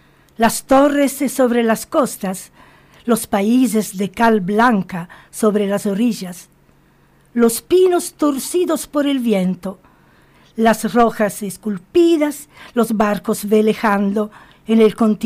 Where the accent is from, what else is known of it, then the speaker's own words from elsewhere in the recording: Sardinia, Italy; born there; Spanish is a second language; Nací en Cerdeña, rodeada del mar.